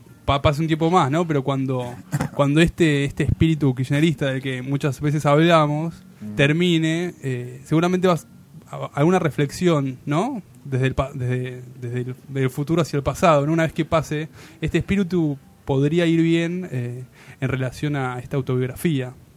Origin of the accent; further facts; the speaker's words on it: Villa Devoto, Buenos Aires, Argentina; yo también soy de Devoto